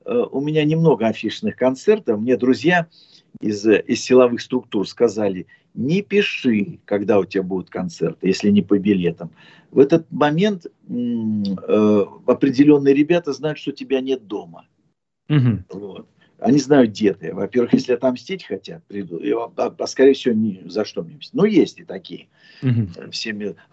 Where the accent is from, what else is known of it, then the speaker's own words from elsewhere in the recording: Khabarovsk, Khabarovsk Krai, Russia; born there; also born or lived in Leningrad; now in Moscow, Russia; Ну, не то что родина, родился на Дальнем Востоке, в Хабаровске.